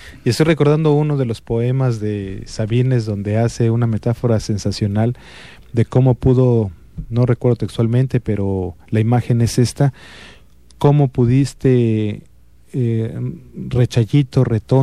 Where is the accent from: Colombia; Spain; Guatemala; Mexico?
Mexico; Comitán, Chiapas; y que nosotros como comitecos podemos todavía avizorar en la obra